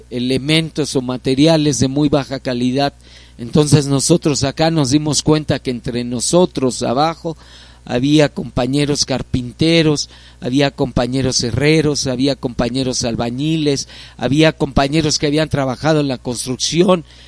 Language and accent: Spanish; Iztapalapa, Mexico City, Mexico; Sí, algunos somos originarios de Iztapalapa, uh-huh. O sea, sé que nacimos acá.